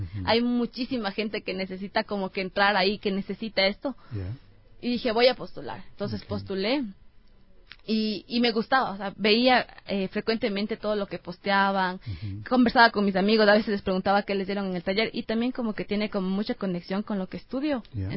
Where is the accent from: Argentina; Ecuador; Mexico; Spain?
Ecuador; Otavalo, Imbabura; Yo soy de Otavalo, natalmente, entonces tengo mucho de mi cultura.